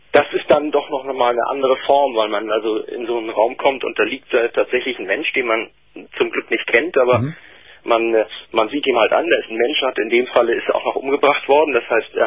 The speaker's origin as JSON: {"language": "German", "region": "Hamburg", "country": "Germany", "said": "Ja, ich komme aus Hamburg."}